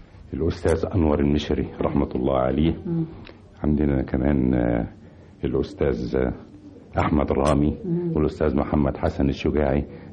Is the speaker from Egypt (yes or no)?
yes; Helwan, Cairo Governorate, Egypt; also born or lived in Tanta; وولدت في مدينة طنطا لكن ما بقتش فيها كتير، رجعنا يعني كان في ظروف صحية لوالدي فخدنا، كان يجب أن يستشفى في مدينة حلوان فجينا مدينة حلوان،